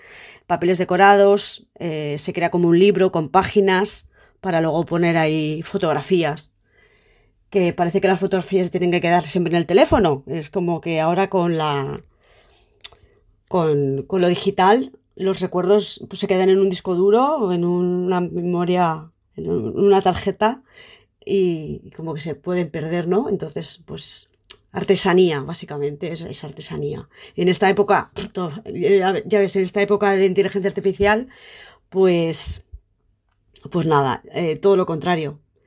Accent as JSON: {"language": "Spanish", "town": "Aldaia", "region": "Valencian Community", "country": "Spain", "tie": "born there", "said": "soy valenciana, nací en Aldaya, ahora vivo en Paiporta, 48 años, arquitecta, soy madre, tengo dos hijos"}